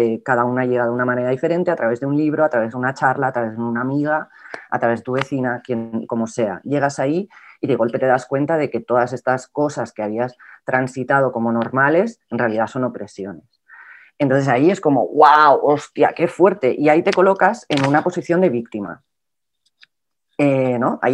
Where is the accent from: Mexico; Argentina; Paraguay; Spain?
Spain; es que yo soy europea y, yo tengo, y esto tiene un peso, y yo soy española